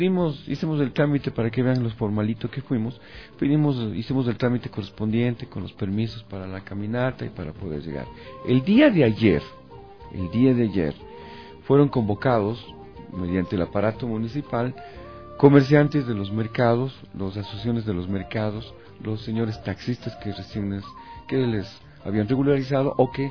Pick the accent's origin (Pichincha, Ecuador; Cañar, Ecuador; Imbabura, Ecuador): Pichincha, Ecuador; Quito; firmes pero también alegres, porque así somos los quiteños de alguna manera.